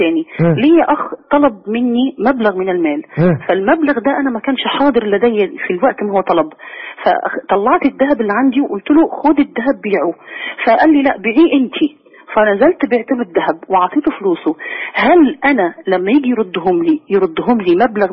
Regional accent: Alexandria, Alexandria Governorate, Egypt; أخي إحنا من اسكندرية

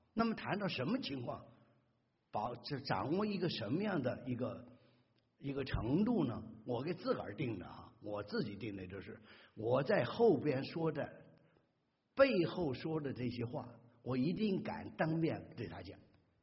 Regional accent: China; moved away; 尤其我们从大陆来的弟兄姊妹啊，我也是啊

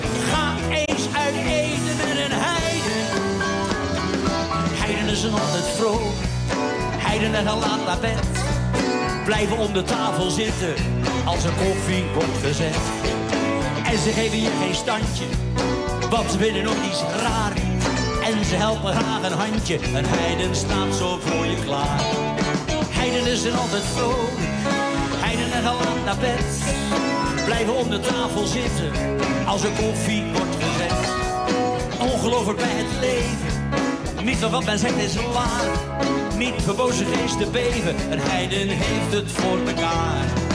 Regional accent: Vlaardingen, South Holland, Netherlands; also born or lived in Rotterdam; ik ben geboren in Rotterdam, maar toen ik een half was... woon ik in Vlaardingen sindsdien.

